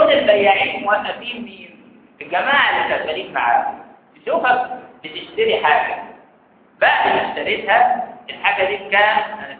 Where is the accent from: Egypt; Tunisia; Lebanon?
Egypt; ودي نظريات لاحتقار السوق عندنا في مصر قايم عليها